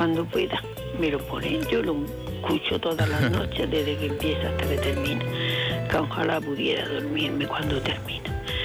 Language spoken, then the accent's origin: Spanish; Andalusia, Spain; porque soy muy andaluza sobre todo